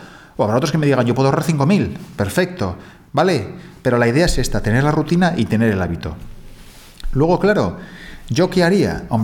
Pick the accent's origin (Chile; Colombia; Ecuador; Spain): Spain; algo que el español, por norma, no está acostumbrado a hacer, porque somos más